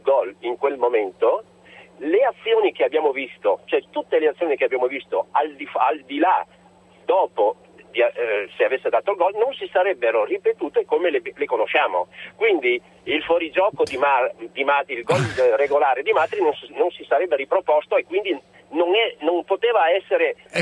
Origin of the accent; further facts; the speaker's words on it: Cuneo, Piedmont, Italy; sono di Cuneo ma sono veneto di origine